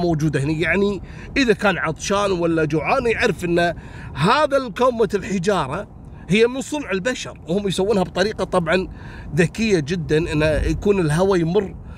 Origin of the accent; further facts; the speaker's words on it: Kuwait; هذا الرجم حتى عندنا في الكويت عندنا منطقة اسمها رجم خشمان،